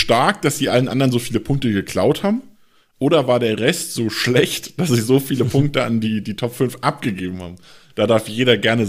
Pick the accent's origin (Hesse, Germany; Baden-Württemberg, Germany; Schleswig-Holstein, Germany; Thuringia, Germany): Baden-Württemberg, Germany; Freiburg; es war für mich halt persönlich als Freiburger so ein bisschen enttäuscht